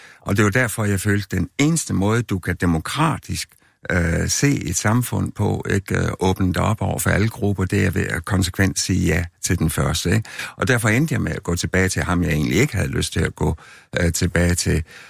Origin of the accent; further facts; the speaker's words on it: West Jutland, Denmark; Jeg kommer ung vestjyde fra Landerlige